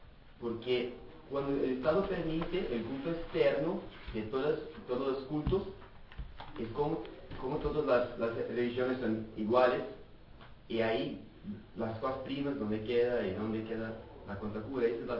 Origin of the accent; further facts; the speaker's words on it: Brazil; Spanish is a second language; Pues dar despacio porque soy brasileño, entonces por el idioma.